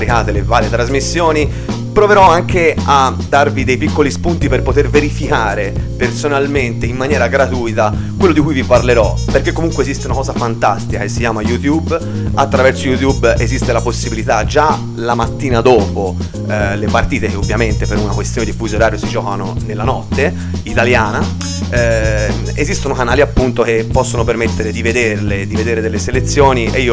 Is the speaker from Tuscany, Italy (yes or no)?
yes; Tuscany, Italy; accent: Tuscan; perdonate il mio dialetto, io sono toscano, tante parole saranno pronunciate alla toscana, non proverò a modificarmi perché perderei di naturalezza